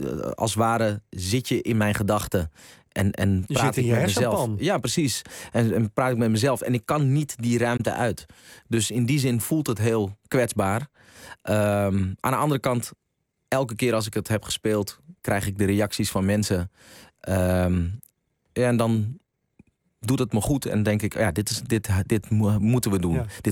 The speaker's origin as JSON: {"language": "Dutch", "country": "Netherlands", "tie": "born or raised there", "said": "Nederland en de plek waar ik ben opgegroeid, dat was mijn thuis."}